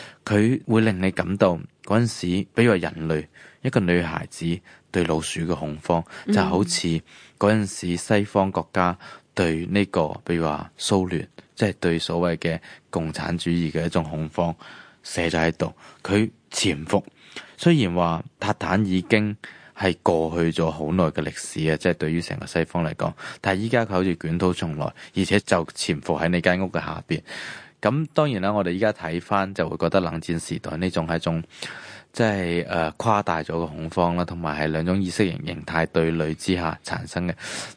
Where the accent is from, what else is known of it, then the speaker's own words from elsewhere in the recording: Hong Kong; 对于我哋香港人嚟讲可能係曱甴。